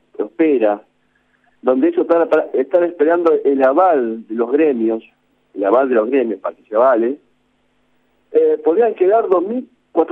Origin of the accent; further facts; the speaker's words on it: Azul, Buenos Aires Province, Argentina; Yo soy de Azul y trabajo para Azul